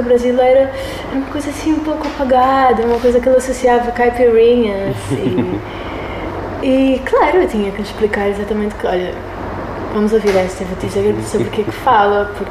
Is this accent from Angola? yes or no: yes; Angola; E como se isso me tirasse um pouco a autoridade como angolana e tal